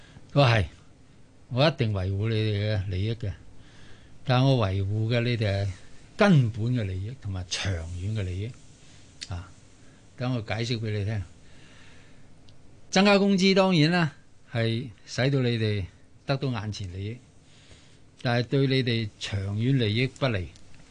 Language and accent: Cantonese; Hong Kong; 我哋香港人一般都係好守法嘅。